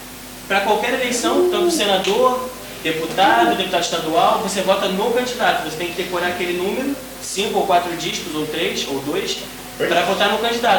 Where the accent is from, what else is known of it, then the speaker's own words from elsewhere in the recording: Brazil; eu aqui, por exemplo, posso justificar que eu não voto no Brasil porque eu tô morando aqui